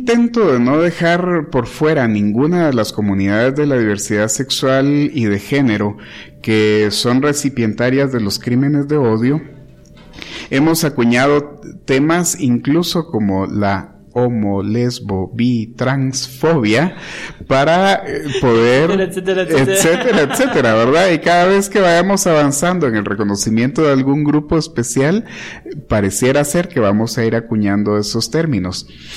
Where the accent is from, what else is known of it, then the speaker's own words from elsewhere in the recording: Quetzaltenango, Guatemala; moved away; Cuando yo vine de Quetzaltenango hace ya algunos años, habiendo nacido y crecido